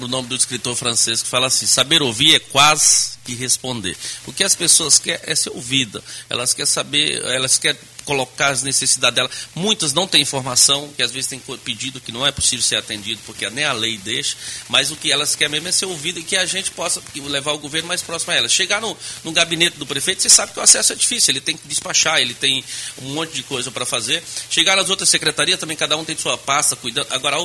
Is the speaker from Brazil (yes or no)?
yes; Northeast Region, Brazil; born there; Na minha família, no Nordeste, onde nasci, tem vereadores, tem deputado.